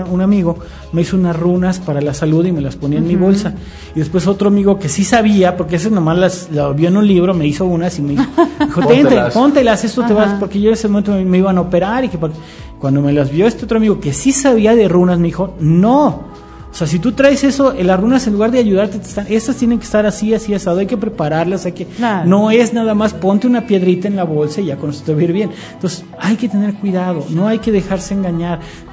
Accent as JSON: {"language": "Spanish", "country": "Mexico", "said": "Y como mexicanos, ¿qué ponemos? Una ofrenda"}